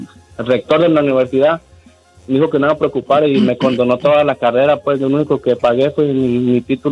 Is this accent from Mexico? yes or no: yes; Nayarit, Mexico; yo soy de Nayarit, Don Cheto.